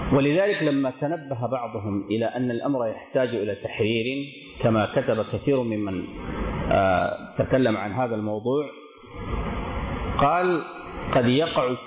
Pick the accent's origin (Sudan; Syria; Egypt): Sudan; كما يعبر واحد من الدكاترة عندنا في السودان